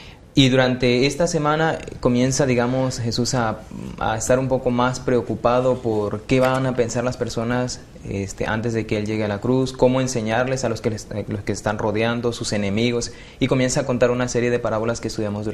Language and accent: Spanish; Chiapas, Mexico; estudio teología y vengo de Chiapas.